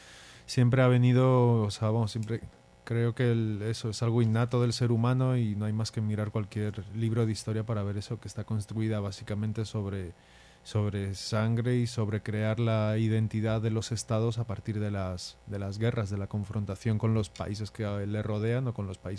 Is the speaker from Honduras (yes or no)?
no; Spain; yo la verdad, eso, soy español